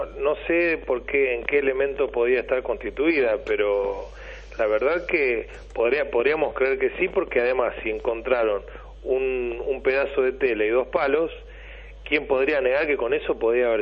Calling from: Costa del Tuyú, Buenos Aires Province, Argentina; ya estoy acá tranquilo en mi pueblo, ¿no?

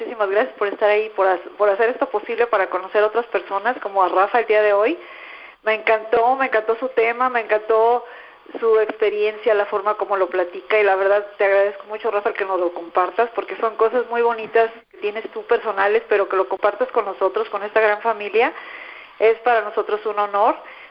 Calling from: Guadalajara, Jalisco, Mexico; aquí de Guadalajara

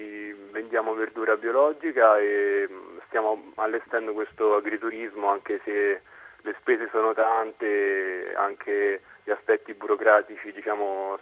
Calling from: Monte San Vito, Marche, Italy; Siamo a Monte San Vito, che è in provincia di Ancona, un piccolo paese sperduto nella campagna marchigiana.

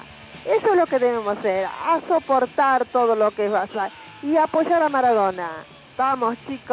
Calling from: Don Torcuato, Buenos Aires Province, Argentina; de Don Torcuato

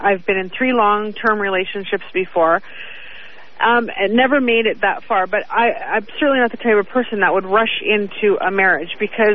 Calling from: Toronto, Ontario, Canada; Calling from the very cold Toronto.

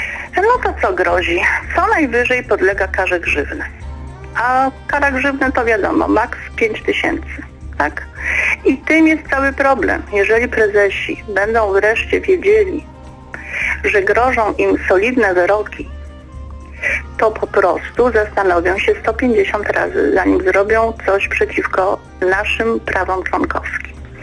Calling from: Toruń, Kuyavian-Pomeranian Voivodeship, Poland; Ja jestem z Torunia.

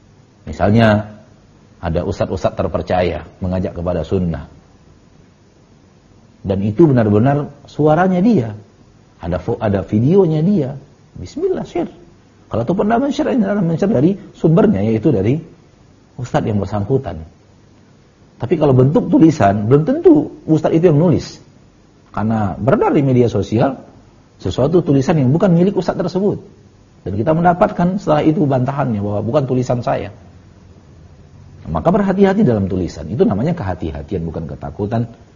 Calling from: Bukittinggi, West Sumatra, Indonesia; Saya dari Bukit Tinggi, Ustaz.

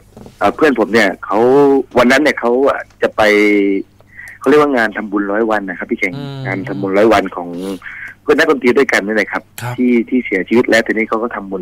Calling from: Surat Thani, Thailand; สุราษฎร์ครับ

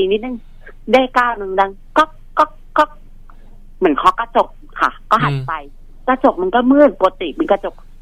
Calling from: Min Buri, Bangkok, Thailand; มินบุรีค่ะ

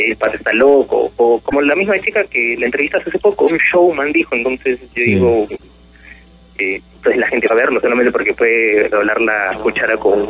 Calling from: Villa María del Triunfo, Lima, Peru; De Villa María del Triunfo.

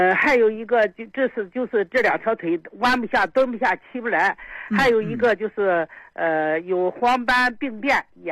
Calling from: Beijing, China; 我是北京的。

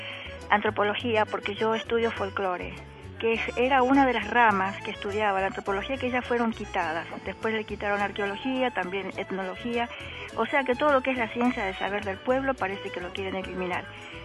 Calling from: Buenos Aires, Argentina; de Parque Patricios.

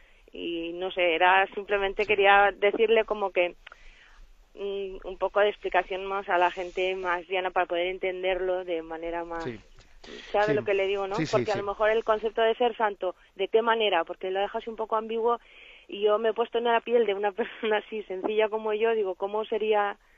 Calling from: Valencia, Valencian Community, Spain; de Valencia.

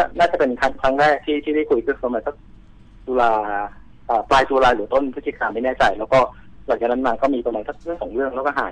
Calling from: Bang Bua Thong, Nonthaburi, Thailand; บางบัวทองครับผม

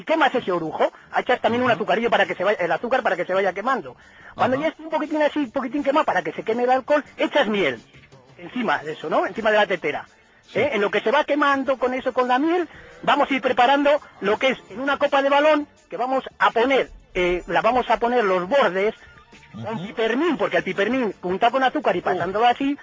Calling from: Cantabria, Spain; Desde Cantabria

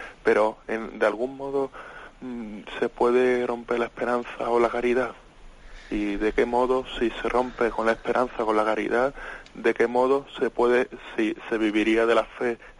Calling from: Extremadura, Spain; de Extremadura, de la milicia de Santa María.

